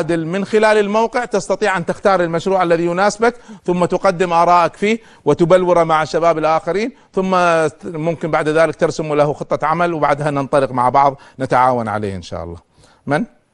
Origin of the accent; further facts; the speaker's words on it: Kuwait; لما كان عندنا في الكويت